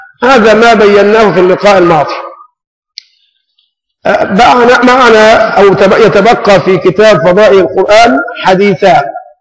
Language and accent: Arabic; Egypt; ونحن كشعب مصري يعني ظلنا خفيف بالمعنى البلدي، ابناء نكتة